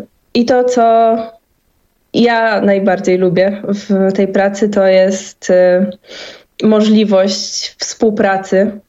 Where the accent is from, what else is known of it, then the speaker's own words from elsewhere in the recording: Poznań, Greater Poland Voivodeship, Poland; jako, że pochodzę z Poznania